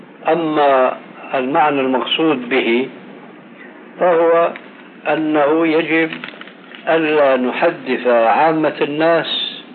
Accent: Syria

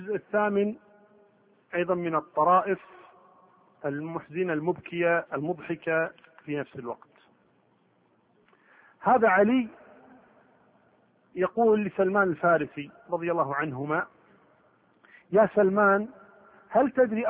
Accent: Kuwait; قبل كم يوم واحدة عندنا في الكويت والدة تسعة

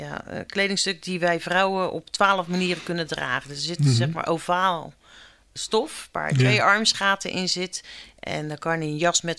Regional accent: Rotterdam, South Holland, Netherlands; Ja, ik ben een Rotterdammer.

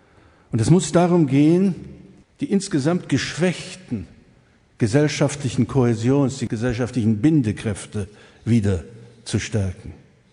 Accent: East Germany, Germany; ich darf das als Ossi sagen

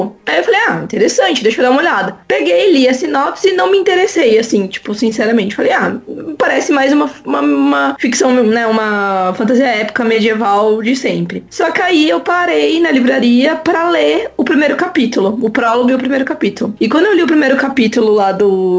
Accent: Campinas, São Paulo, Brazil; Fui lá pra uma livraria aqui de Campinas, sou de Campinas, né?

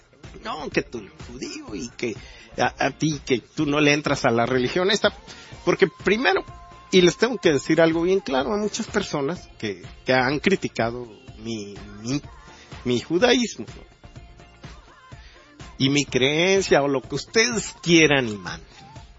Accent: Mexico; que nos integre también como mexicanos.

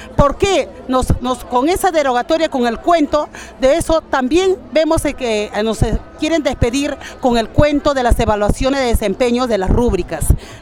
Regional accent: Barranca, Lima, Peru; Ya, soy de Barranca.

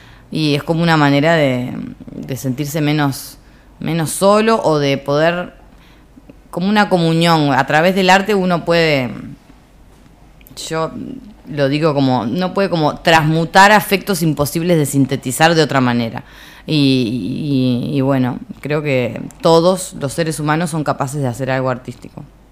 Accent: Montevideo, Uruguay; born there; yo nací en Montevideo, adoro esta ciudad

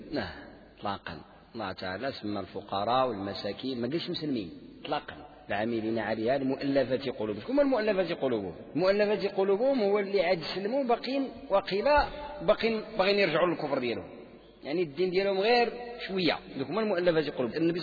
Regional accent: Morocco; يعني حنا مغاربة عندنا ديك الذمة عندها معنى إيجابي

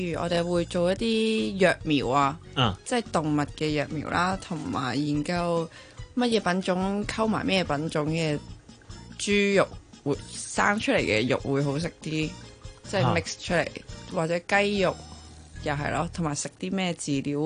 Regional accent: Taiwan; 我是来自台湾的搏击教练

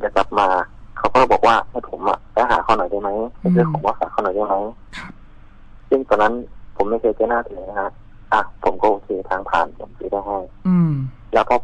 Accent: Prachinburi, Thailand; ผมเป็นคนพื้นเพผมเป็นคนปราจีนบุรีนะ

